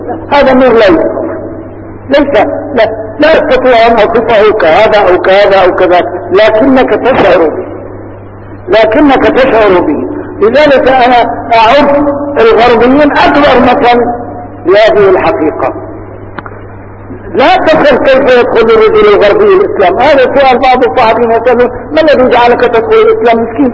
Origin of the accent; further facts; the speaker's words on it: Damascus, Damascus Governorate, Syria; عدت إلى بلدي دمشق مثل هذا اليوم تقريبا